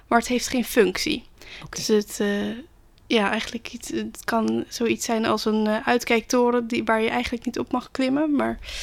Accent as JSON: {"language": "Dutch", "town": "Rotterdam", "region": "South Holland", "country": "Netherlands", "said": "ben 21 jaar. Ik kom uit Rotterdam. Woon ook nog gezellig bij mijn ouders."}